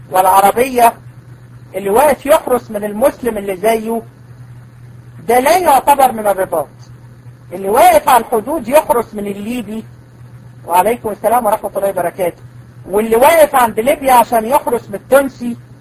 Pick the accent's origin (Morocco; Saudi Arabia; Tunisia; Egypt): Egypt; المرجئة دول موجودين عندنا في مصر؟ احنا في الحقيقة هدير يعني عندنا منهم كتير جدا.